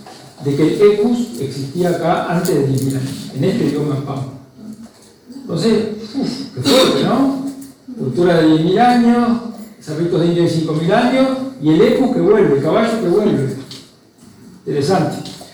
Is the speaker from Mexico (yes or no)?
no; Uruguay; cuando vuelvo a Uruguay, ¿no? A mi tierra, donde yo venía estudiando con los peludos